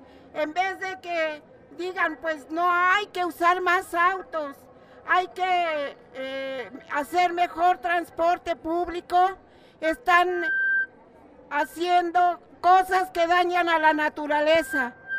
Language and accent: Spanish; Magdalena Contreras, Mexico City, Mexico; Yo vengo de la Magdalena Contreras y allá estamos luchando